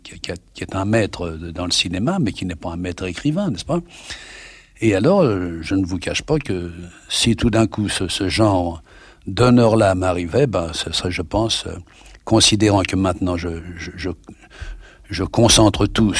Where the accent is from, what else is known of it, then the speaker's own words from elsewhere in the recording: France; il paraît que j'ai un accent qui est tout à fait à moi et qui n'est pas le même accent que les autres Français qui parlent anglais.